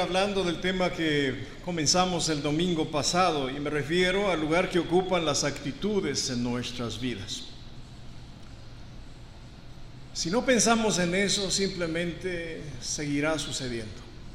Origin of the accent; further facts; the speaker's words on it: Mexico; born there; los que nacimos en México tenemos una cultura